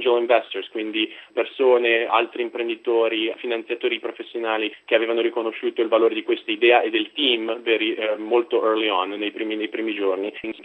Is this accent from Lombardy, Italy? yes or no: yes; Milan, Lombardy, Italy; moved away as an adult; now in Austin, United States; Nato e cresciuto a Milano.